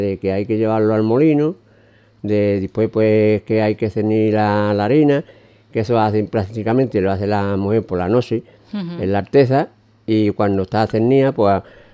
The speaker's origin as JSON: {"language": "Spanish", "town": "Grazalema", "region": "Andalusia", "country": "Spain", "said": "yo soy de Grazalema, padre, llevo aquí muchos años afincado y es mi segundo pueblo."}